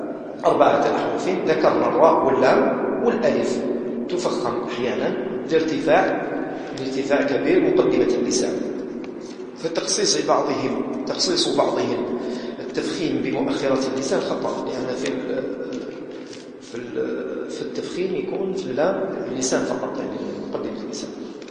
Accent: Algeria; يعني إحنا جزائريين، خاصة الجزائريين عموما ما قراوش هكذا

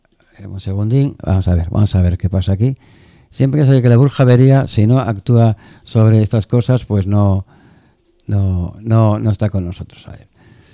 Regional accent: Gijón, Asturias, Spain; Y que somos de Gijón y tal, bueno.

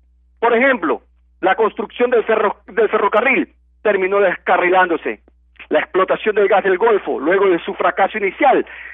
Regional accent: Ecuador; Los dueños somos todos los ecuatorianos

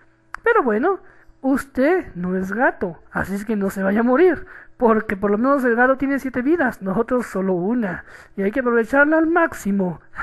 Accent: Mexico; de México

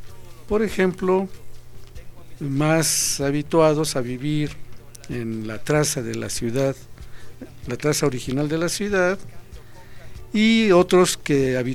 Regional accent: Mexico; Decimos, unos son canadienses, otros son estadounidenses, otros somos mexicanos.

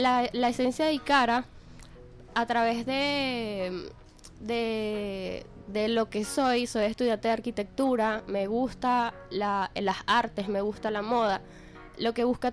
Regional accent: Venezuela; conecta a las personas con nuestras raíces ancestrales como venezolanos

